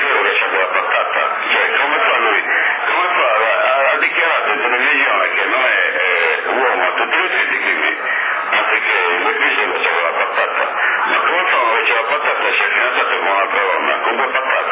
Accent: Sardinia, Italy; Io credo che, non perché sono sardo e difendo i sardi

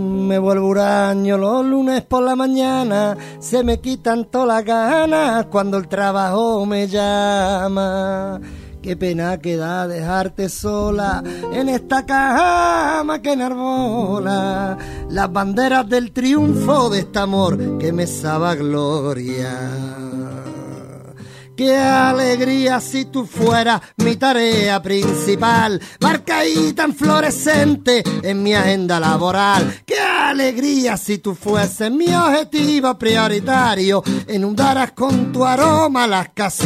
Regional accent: Andalusia, Spain; cada uno somos andaluces todos, pero éramos cada uno de una provincia.

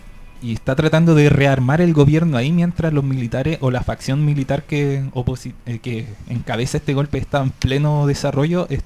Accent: Chile; sobre todo para nosotros como chilenos también en alguna medida.

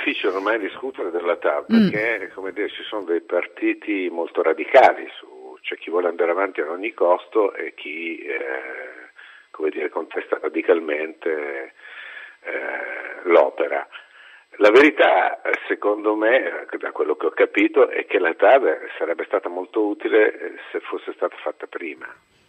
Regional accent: Milan, Lombardy, Italy; now in Rome, Italy; io sono milanese, sono lombardo, E tutte le volte, abito a Roma da anni, tutte le volte che torno al nord

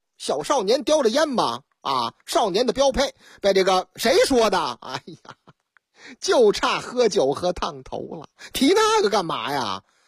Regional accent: Shenyang, Liaoning, China; 这事情还真是在我老家发生的，辽宁大沈阳

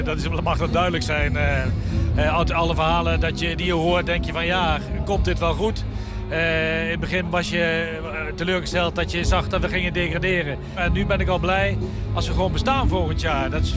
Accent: Arnhem, Gelderland, Netherlands; Dus ik kom uit Arnhem, ben hier geboren en getogen en altijd trots op Vitesse.

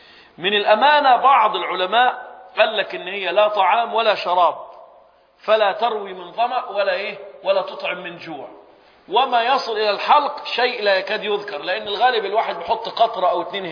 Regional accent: Egypt; سبحان الله، عندنا في مصر لما حد يدخل غرفة العمليات

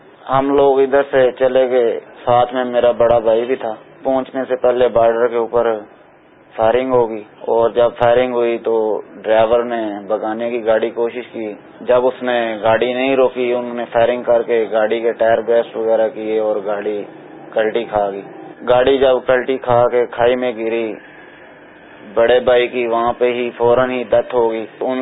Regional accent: Gujrat, Punjab, Pakistan; میں گجرات کا رہنے والا ہوں.

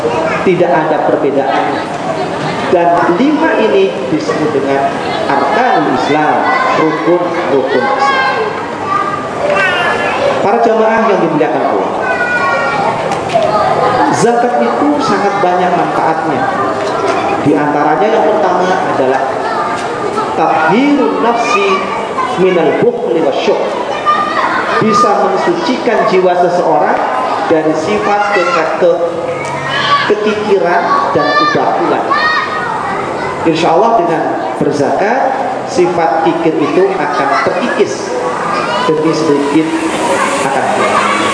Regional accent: Brebes, Central Java, Indonesia; Saya lahir di Brebes. Pendidikan saya Madrasah Ibtidaiyah Islamiyah di Brebes tahun 80.

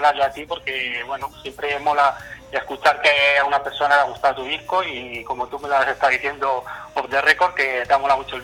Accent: Spain; Yo creo que las canciones en español, nosotros siendo españoles, es como mejor puedes expresar tus ideas, ¿no?

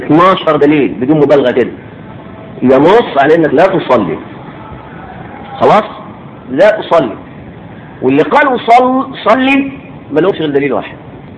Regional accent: Egypt; في بلدنا مصر على الاقل انهم يعرفون ولا يفقهون

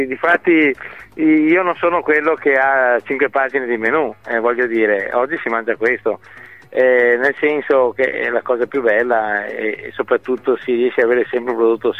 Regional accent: Veneto, Italy; veneti chiamiamo baccalà lo stoccafisso, e questo è sempre un problema spiegarlo ai clienti quando non sono veneti

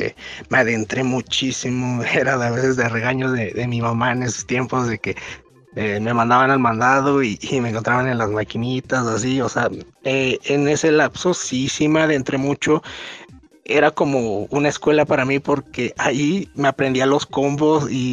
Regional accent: Hidalgo, Mexico; Soy del estado de Hidalgo.

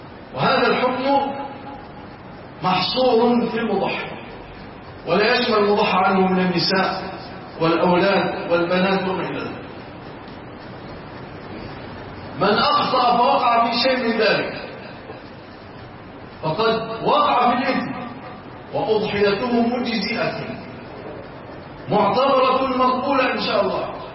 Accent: Egypt; اللهم اجعل بلادنا مصر وسائر بلاد

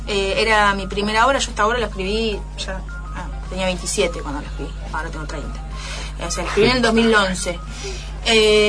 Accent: La Plata, Buenos Aires Province, Argentina; en Capital, yo soy de La Plata, ¿viste? En Capital no es fácil conseguir

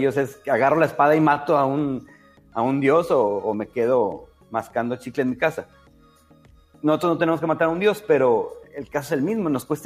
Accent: Mexico; porque pues somos mexicanos, ¿no?

